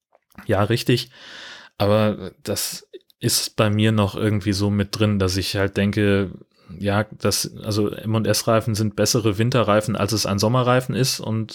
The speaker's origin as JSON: {"language": "German", "region": "Hesse", "country": "Germany", "tie": "born or raised there", "said": "ich bin ja in Mittelhessen aufgewachsen, in einer fast schneesicheren Region damals."}